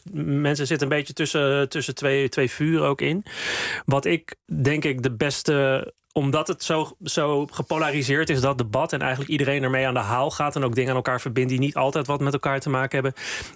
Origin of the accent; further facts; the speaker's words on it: Amsterdam, North Holland, Netherlands; Ik kom zelf uit Amsterdam-West, dus de buurten Slotervaart en Osdorp, met een groot aandeel mensen met een migratieachtergrond. Mm-hmm. Dus ik weet ook, toen ik daar zelf opgroeide, voel ik me ook niet veilig om daar uit de kast te komen.